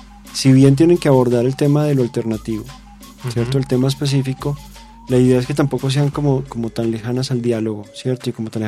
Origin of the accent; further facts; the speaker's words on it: Colombia; pues que sea rentable para nosotros como colombianos